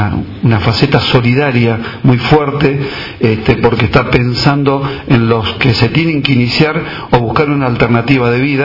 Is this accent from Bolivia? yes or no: no; Argentina; como argentinos todos estamos padeciendo en cuanto a la falta de empleo